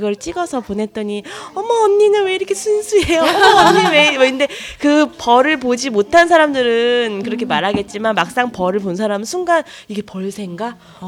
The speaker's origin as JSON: {"language": "Korean", "town": "Gimpo", "region": "Gyeonggi Province", "country": "South Korea", "tie": "born or raised there", "said": "저도 어릴 때 김포에서 살았거든요. 김포에 살면서"}